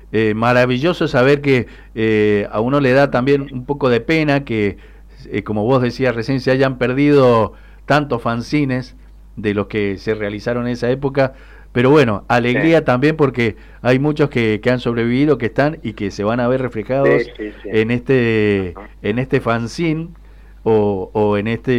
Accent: Mendoza, Argentina; nos da mucho orgullo como mendocinos, mendocinas, mendocines

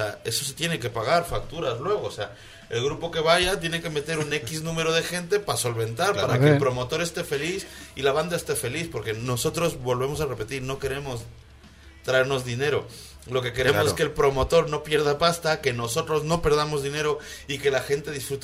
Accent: Quito, Pichincha, Ecuador; yo soy de Quito, pero... Pero yo no sé si es que nos quieren más en Quito o nos quieren más en Ambato.

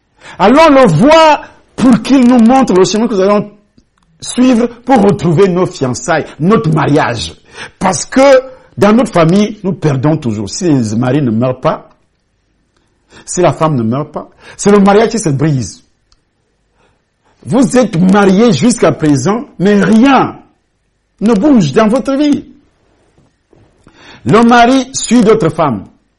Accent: Cameroon; first language Ewondo; French is a second language; moi, je suis Camerounais et ma langue, c'est le Hondo, le Béti.

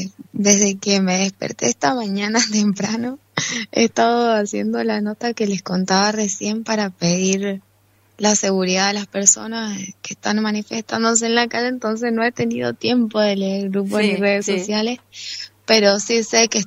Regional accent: San Carlos, Mendoza, Argentina; yo soy de San Carlos y acá en San Carlos las dos gestiones anteriores, los dos intendentes anteriores, acompañaban muchísimo la lucha

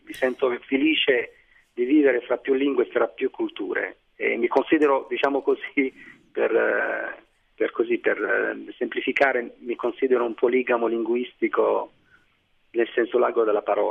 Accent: Algeria; Italian is a second language; No, no, ma io torno perché comunque la mia terra, c'è la mia famiglia, ci sono i miei amici.

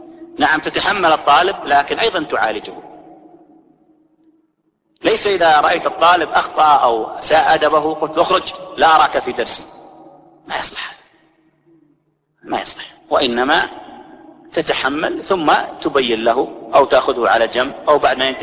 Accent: Saudi Arabia; واضح يجي في الدولة مثل عندنا في السعودية له شكل

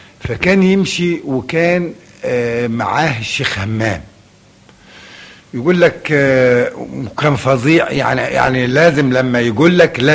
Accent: Qena, Qena Governorate, Egypt; وأنا تربيت فيه في قنا هذا الحي

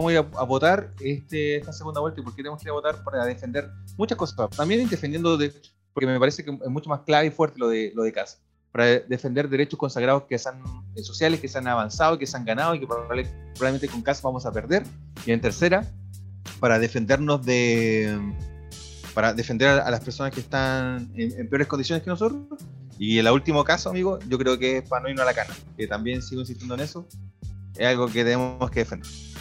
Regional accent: Chile; tenemos una obligación como chilenos de no lograr que en este país la ultraderecha sea la que ascienda en pleno 2021

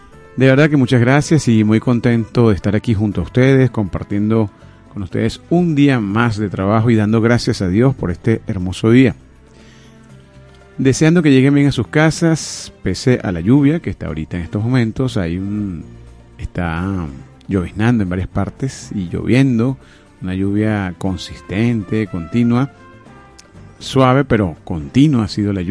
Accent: Venezuela; de todo aquello que nos atañe como venezolanos, nuestra identidad, nuestro gentilicio, nuestra forma de ser

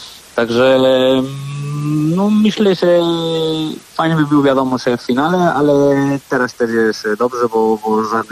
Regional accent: Spain; Polish is a second language; now in Warsaw, Poland; no jestem Hiszpanem, wiadomo, ale tutaj też jestem już długo, także trochę związany jestem i z Warszawy i z Polską

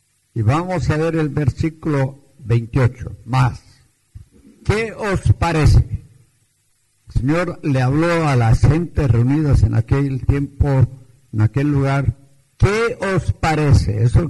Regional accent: Antioquia, Colombia; Yo me crié en Antioquia, en la República de Colombia, donde es la hermana, y los montañeros, maiceros, los paisas, en aquel tiempo tenían fama de tener 12, 15 hijos.

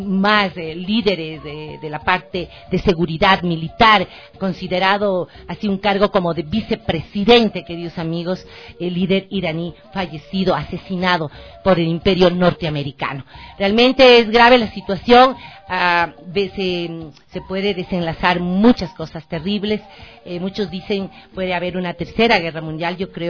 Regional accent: Ecuador; Ese es el derecho que tenemos como ecuatorianos y ecuatorianas, como latinoamericanos

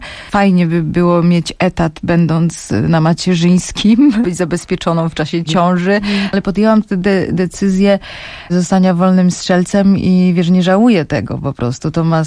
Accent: Silesian Voivodeship, Poland; Ja jestem Ślązaczką … podobnie jak wielu Ślązaków.

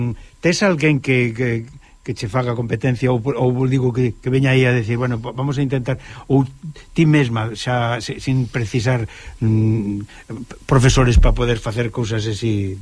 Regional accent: Galicia, Spain; honranos como galegos

